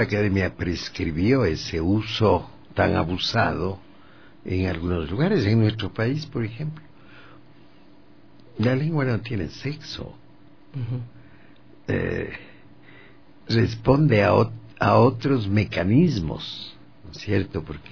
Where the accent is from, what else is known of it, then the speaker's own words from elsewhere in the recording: Baños de Agua Santa, Tungurahua, Ecuador; Yo nací en Baños de Agua Santa y cuando ese lugar tenía 2,000 habitantes, ¿no? No, cuando nací tenía 1,000.